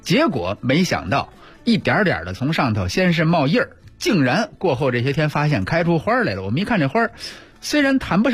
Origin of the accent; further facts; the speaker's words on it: Beijing, China; 这个我觉得还是跟咱们北京人喜欢这个味道有关。